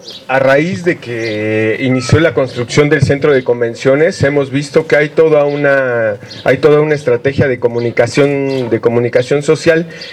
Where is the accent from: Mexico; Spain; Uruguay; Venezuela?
Mexico; Oaxaca; los involucrados son los vecinos y somos todos los oaxaqueños